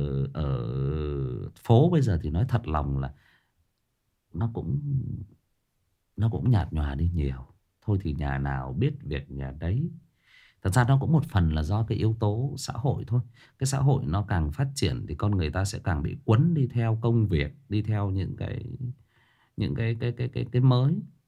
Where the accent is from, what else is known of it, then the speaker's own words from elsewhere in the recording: Thai Nguyen, Vietnam; Tôi thiệt thòi hơn nhiều anh chị em là tôi xa quê. Bố mẹ tôi thì quê gốc ở Hưng Yên, lên lập nghiệp ở trên Thái Nguyên. Và anh chị em tôi là được sinh ra và lớn lên ở đây.